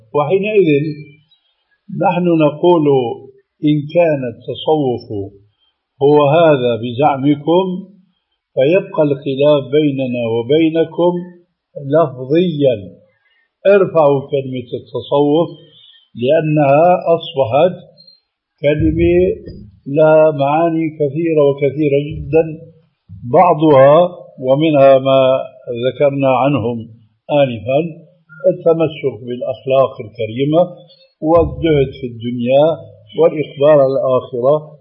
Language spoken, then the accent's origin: Arabic; Syria